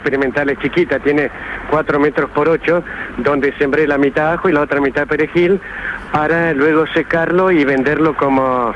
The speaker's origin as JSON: {"language": "Spanish", "town": "Benjamín Gould", "region": "Córdoba", "country": "Argentina", "said": "me voy luego a mi pueblo, allá a Benjamín Gull"}